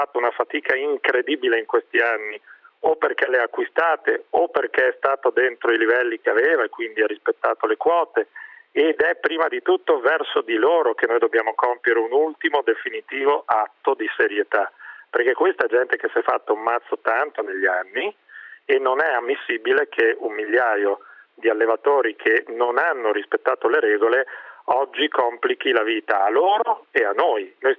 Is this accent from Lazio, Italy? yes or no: no; Lombardy, Italy; Io ho una parola sola e su questo lo dico da lombardo